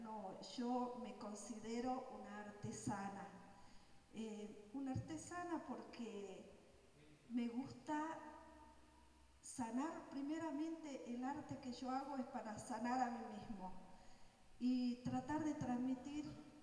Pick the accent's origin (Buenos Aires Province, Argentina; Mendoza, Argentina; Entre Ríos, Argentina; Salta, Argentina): Salta, Argentina; Yo soy de aquí, de Salta, hermana de César.